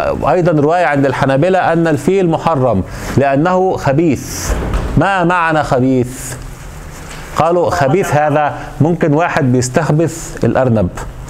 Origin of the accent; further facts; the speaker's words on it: Egypt; المانجو اللي عندنا في مصر، انتوا عندكم المانجا